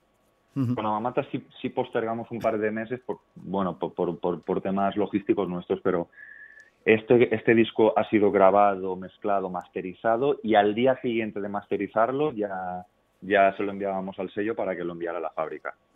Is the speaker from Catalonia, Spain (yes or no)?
no; Balearic Islands, Spain; De hecho, cuando tocamos fuera y decimos que somos de Mallorca, la gente no se lo cree.